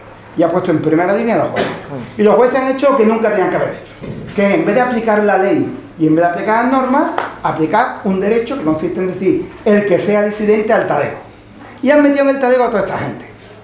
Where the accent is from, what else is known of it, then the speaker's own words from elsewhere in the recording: Andalusia, Spain; yo soy andaluz, no soy vasco. Es raro aquí, es raro.